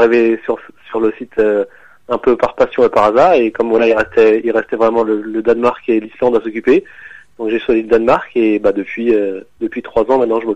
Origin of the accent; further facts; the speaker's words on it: France; Je suis français, ouais.